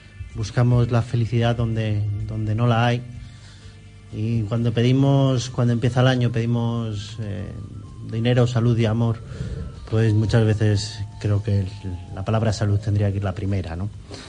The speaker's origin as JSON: {"language": "Spanish", "town": "La Rinconada", "region": "Andalusia", "country": "Spain", "said": "Mi barrio se conoce al niño y en mi pueblo se conoce al niño, allí en La Rinconada, y en San José de La Rinconada, aquí en Sevilla."}